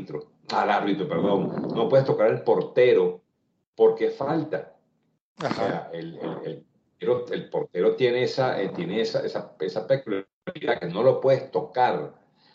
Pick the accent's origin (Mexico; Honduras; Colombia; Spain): Spain; Madrid, Community of Madrid; yo que soy de Madrid, y me perdonan los seguidores, yo soy madridista también.